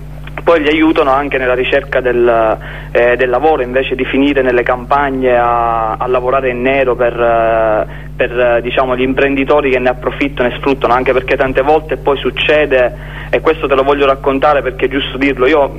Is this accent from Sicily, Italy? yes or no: yes; Noto, Sicily, Italy; nel paesino qua vicino a dove abito io sono di Noto, Pachino